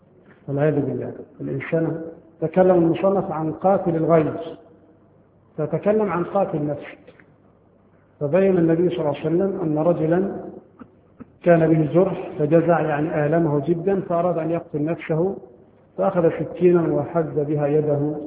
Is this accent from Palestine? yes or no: no; Egypt; طبعا عندنا في مصر هذا القانون غير مطبق شرعا